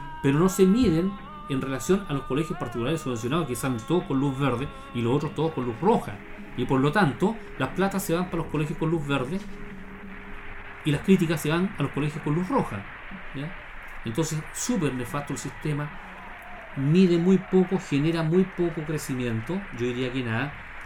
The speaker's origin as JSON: {"language": "Spanish", "town": "Bulnes", "region": "Ñuble", "country": "Chile", "tie": "born there", "said": "O ya de Bulnes, porque yo nací en Bulnes, así que me hago cargo."}